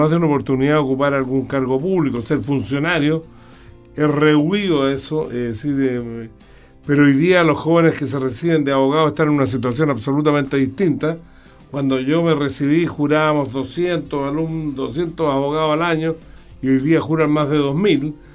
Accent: Santiago, Santiago Metropolitan, Chile; born there; Bueno, yo nací en Santiago ya hace varios lustros, por decirlo de alguna manera.

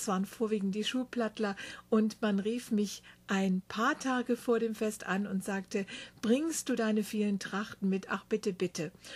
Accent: Rinteln, Lower Saxony, Germany; der Rintelner Gegend, Bückeburg und Lindorf sind, die ich selber zusammengetragen habe, denn das ist meine Heimat bzw. die Heimat meines Vaters nahe Hannover im Norden Deutschlands

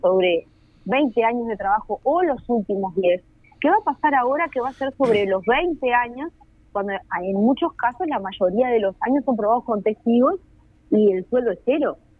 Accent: Uruguay; todavía no sepamos como uruguayos y uruguayas entender de qué van las políticas públicas

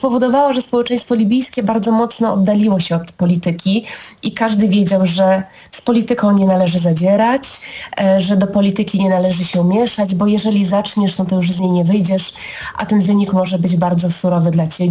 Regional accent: Libya; Ja pochodzę ze wschodu Libii, tego nienawidzonego wschodu przez Muammara Kaddafiego

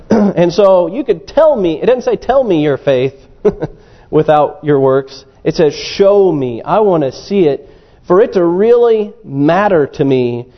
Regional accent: Missouri, United States; Now, I grew up in Missouri, which is the show me state.

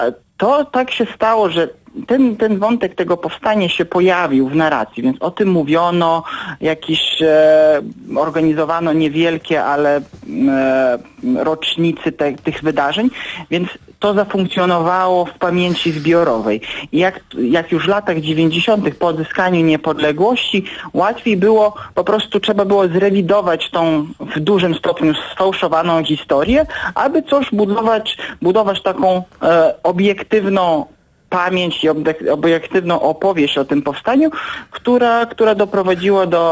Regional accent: Lithuania; ja jako Litwin, który uważa, że stosunki polsko-litewskie są już na dobrej drodze od wielu, wielu lat

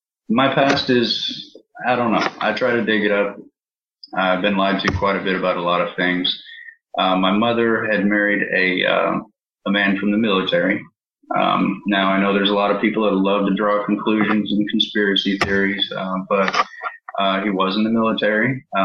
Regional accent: East Providence, Rhode Island, United States; born there; I was born in Providence, Rhode Island, East Providence, and moved around pretty much every 2 months since then.

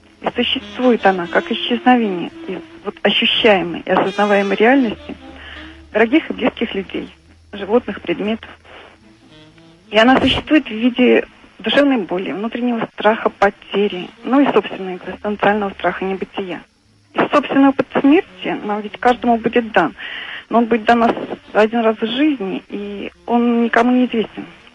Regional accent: Ulyanovsk, Ulyanovsk Oblast, Russia; Да, я из Ульяновска.

